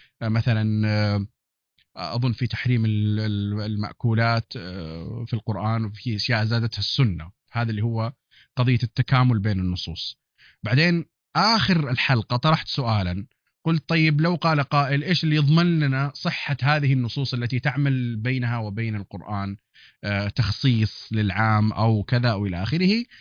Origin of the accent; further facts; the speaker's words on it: Hejaz, Saudi Arabia; accent: Hijazi; وكنت أنا أتكلم أصلا باللهجة الحجازية، حتى اللهجة الحجازية راحت من زمان